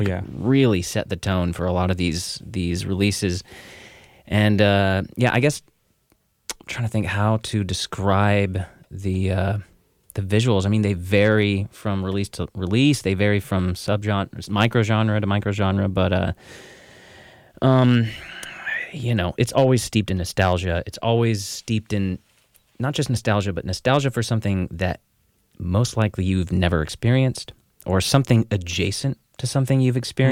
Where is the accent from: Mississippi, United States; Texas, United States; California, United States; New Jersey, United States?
Texas, United States; now in Berlin, Germany; I'm from the States. We're in Berlin right now, but coming from the States, especially coming from Texas, where there's so much room for giant, giant malls.